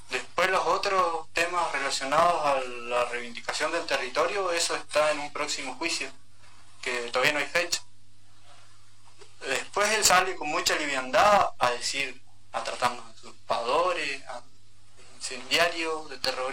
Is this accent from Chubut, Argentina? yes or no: yes; Lago Trauquen, Chubut, Argentina; also born or lived in Esquel; Yo soy nacido y criado ahí. Mi familia ahí.